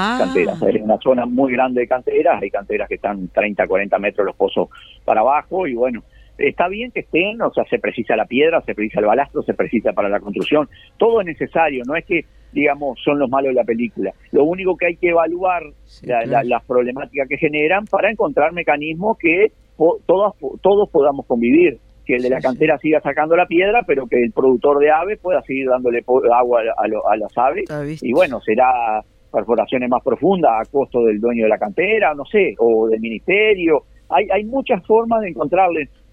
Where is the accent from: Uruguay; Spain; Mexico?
Uruguay; porque todos no somos giles, los uruguayos, cuando sabemos que lo multaron el de adelante, nosotros vamos despacio